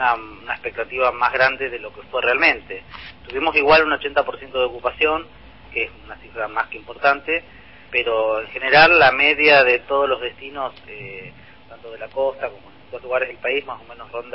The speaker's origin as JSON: {"language": "Spanish", "town": "Chascomús", "region": "Buenos Aires Province", "country": "Argentina", "tie": "born or raised there", "also_born_or_lived": "La Plata", "said": "Nací en La Plata, y mi familia, cuando yo tenía 6 años, nos instalamos acá en Chascomús, así que, digamos, también tengo mis raíces en La Plata, y he estudiado allá, y bueno, voy constantemente."}